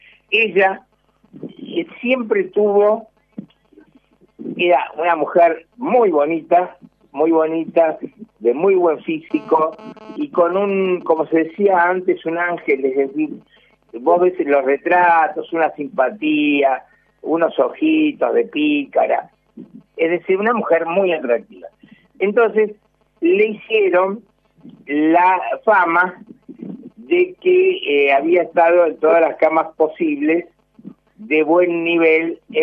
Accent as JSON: {"language": "Spanish", "country": "Argentina", "said": "No, le digo, no es porque sea argentino."}